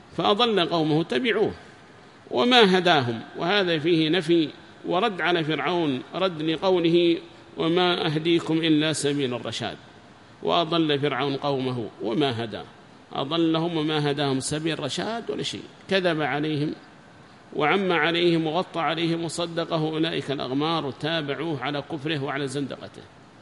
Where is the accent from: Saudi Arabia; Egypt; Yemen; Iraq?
Yemen; وهم عندنا في اليمن بكثرة في حراز وفي غير حراز،